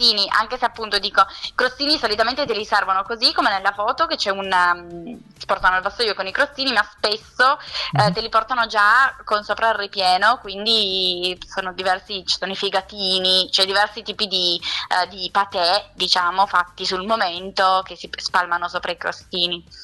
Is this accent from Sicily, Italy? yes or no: no; Piedmont, Italy; io sono piemontese, quindi non posso dire nulla assolutamente contro i miei vini